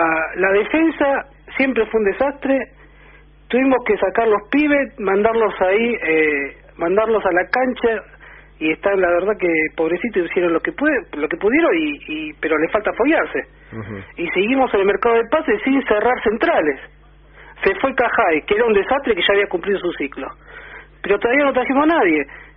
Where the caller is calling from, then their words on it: Buenos Aires, Argentina; de Congreso.